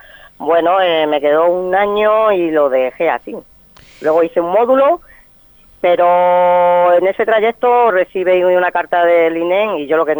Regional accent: Madrigalejo, Extremadura, Spain; recorro pues mi pueblo, que es Vegas Altas, Madrigalejo

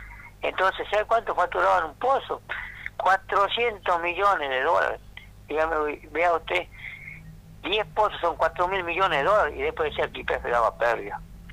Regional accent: General Mosconi, Salta, Argentina; No, yo no soy de Tartagal, soy de General Mosconi

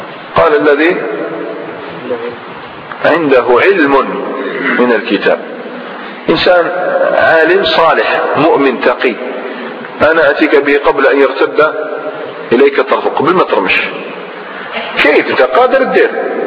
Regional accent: Algeria; أنا جزائري عادي.

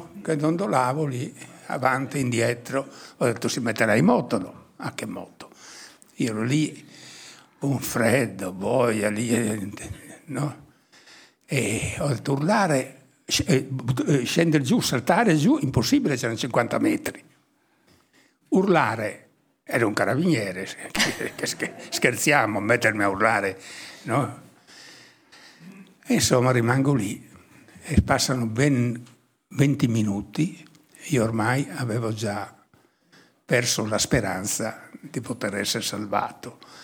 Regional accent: Oliena, Sardinia, Italy; le condizioni di vita in quel periodo in Sardegna, io parlo del mio paese, di Oliena, era terribile, no?

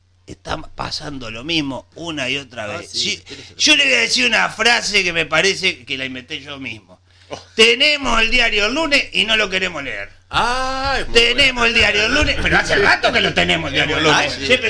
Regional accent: Uruguay; No, por supuesto, como buenos uruguayos que somos.

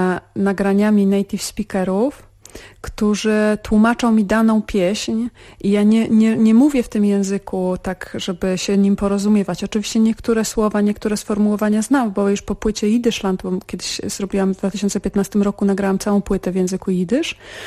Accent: Białystok, Podlaskie Voivodeship, Poland; taka myśl ekumeniczna towarzyszyła mi od dziecka, bo też w Białymstoku mieliśmy stowarzyszenie Droga

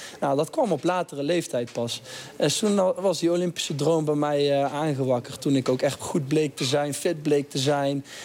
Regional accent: North Brabant, Netherlands; we komen toevallig allemaal uit Brabant.

